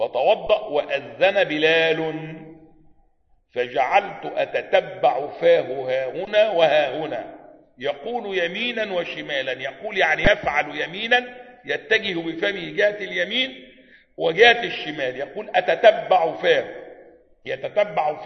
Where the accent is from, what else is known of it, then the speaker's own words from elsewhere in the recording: Egypt; معظم الاخوة عندنا في مصر ظنوا ان من سنة السلفية انه يلبس عباية